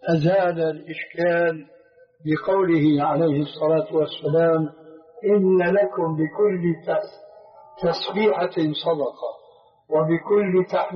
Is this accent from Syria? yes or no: yes; Syria; يقولون: عندنا في سوريا كالحرجون في حيوان البرية